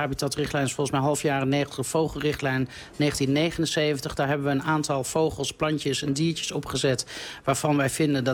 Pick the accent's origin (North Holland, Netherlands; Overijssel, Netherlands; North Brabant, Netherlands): Overijssel, Netherlands; Deventer; Vroeger als klein kindje ging ik met mijn vader en moeder heel vaak naar, bij ons in Deventer, het Kolkbos heten.